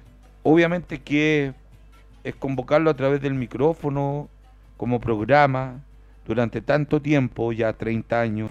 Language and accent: Spanish; Puente Alto, Santiago Metropolitan, Chile; born there; Yo tuve la oportunidad de ver uno de esos acá en la población donde yo nací